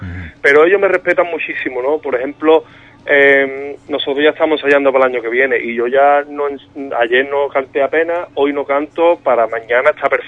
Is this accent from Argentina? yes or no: no; Cádiz, Andalusia, Spain; Sí, me llena mucho como cualquier gaditano, ¿no?